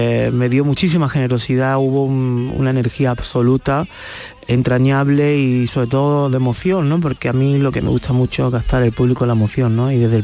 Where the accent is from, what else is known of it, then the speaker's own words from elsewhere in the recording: Torremolinos, Andalusia, Spain; en el Palacio de Congresos de mi tierra, de Torremolinos.